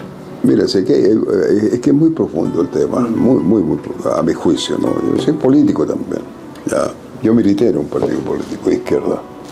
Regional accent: Antofagasta, Chile; Yo soy de Antofagasta.

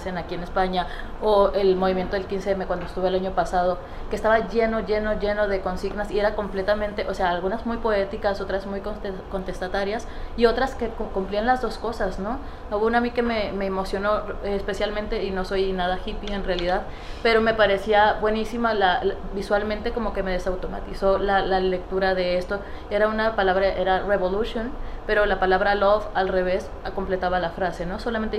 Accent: Tijuana, Baja California, Mexico; Yo soy de Tijuana, por eso me dio risa cuando sacaste esto.

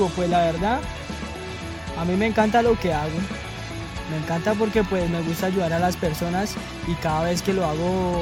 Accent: Colombia; empezó desde que yo tenía 12 años y la verdad ya tengo 16. Y pues empecé como cotero de la central a rebuscarme la papa como todo colombiano.

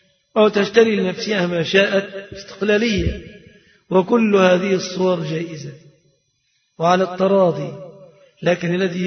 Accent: Egypt; فهذه صورة الصداق عند الغالبية العظمى في بلادنا مصر

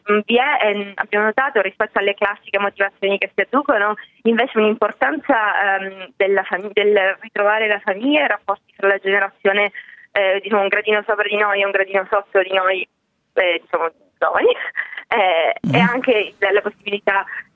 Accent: Palermo, Sicily, Italy; moved away; also born or lived in Milan; Io sono di Palermo originaria, ma sono stata tanti anni a Milano, ho studiato lì e poi lì sono andata all'estero.

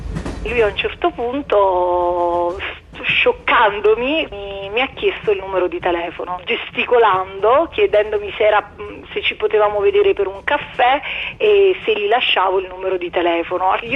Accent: Naples, Campania, Italy; sono di Napoli e ho 33 anni

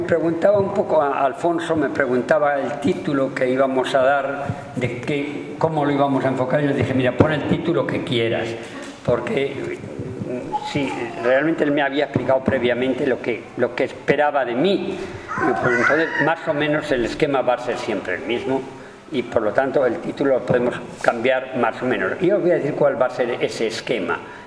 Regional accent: Spain; moved away as an adult; also born or lived in United States; por una serie de razones también políticas, me fui de España y hice otro doctorado en genética en Estados Unidos.

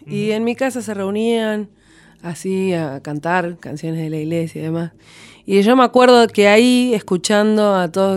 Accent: Comodoro Rivadavia, Chubut, Argentina; also born or lived in La Plata; now in Buenos Aires, Argentina; Yo soy de Comodoro Rivadavia, de Chubut.

